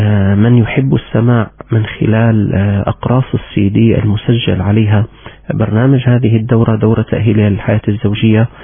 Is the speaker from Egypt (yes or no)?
no; Syria; وذكرت لكم بأن مسحا صحيا أجري عندنا في سوريا في عام 2009